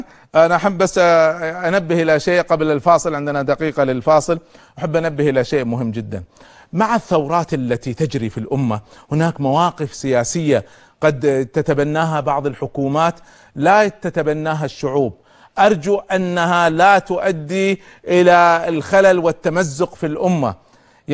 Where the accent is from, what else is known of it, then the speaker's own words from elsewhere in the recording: Kuwait; لما كان عندنا في الكويت